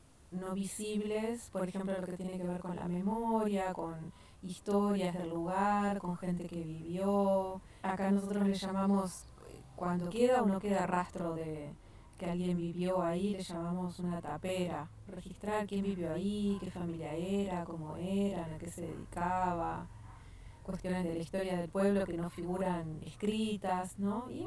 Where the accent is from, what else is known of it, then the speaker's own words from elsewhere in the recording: Montevideo, Uruguay; born there; Yo nací en Montevideo, en la capital, pero soy el producto de unas relaciones intergeneracionales que estuvieron vinculadas a la tierra.